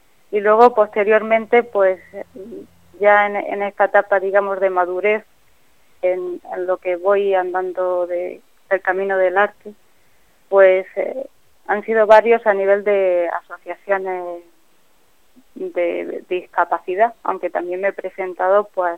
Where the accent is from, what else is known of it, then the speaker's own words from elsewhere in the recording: Barcelona, Catalonia, Spain; born there; now in Churriana de la Vega, Spain; Sí, nací en Barcelona, pero me siento granadina completamente.